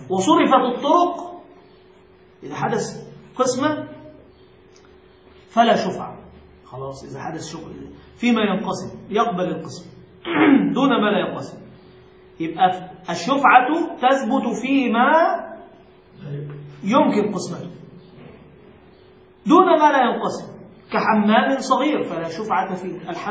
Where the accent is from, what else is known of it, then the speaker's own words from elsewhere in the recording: Egypt; هناك مشكلة حتى عندنا في مصر